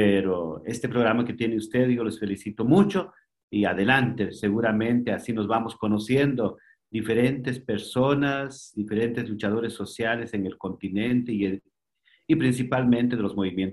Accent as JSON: {"language": "Spanish", "country": "Guatemala", "tie": "born or raised there", "first_language": "K'iche'", "second_language": "Spanish", "said": "yo nací en el campo, hablo quiché, es mi primer idioma. Entonces, yo aprendí el castellano ya muy grande, ¿verdad? Ya tenía más o menos 18, 20 años cuando empecé a aprender un poco más el idioma castellano"}